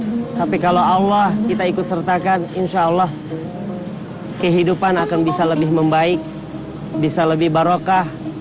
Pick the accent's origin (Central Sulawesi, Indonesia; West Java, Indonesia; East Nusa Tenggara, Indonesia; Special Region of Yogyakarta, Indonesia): West Java, Indonesia; Cikampek; born there; Saya lahir di Cikampek.